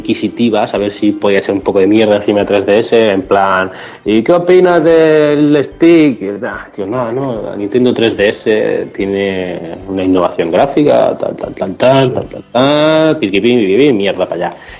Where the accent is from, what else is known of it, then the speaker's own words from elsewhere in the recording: Ciudad Real, Castilla-La Mancha, Spain; sí, somos de Ciudad Real, allí lo más que hay son 5 autobuses